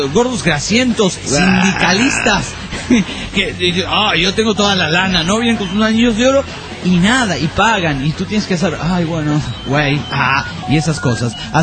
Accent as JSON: {"language": "Spanish", "region": "Arequipa", "country": "Peru", "said": "Hola, ¿qué tal? … de Arequipa."}